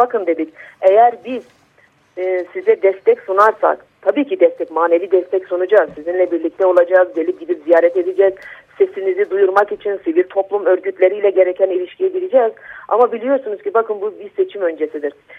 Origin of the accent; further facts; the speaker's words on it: Van, Turkey; ben bir BDP eş başkanı olarak değil, bir Vanlı olarak, bir anne olarak, çocukları olan bir kadın olarak